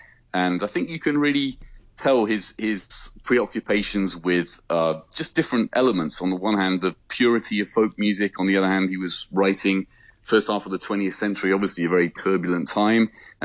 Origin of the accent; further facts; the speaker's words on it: United Kingdom; So despite being a Brit, I'm doing my best.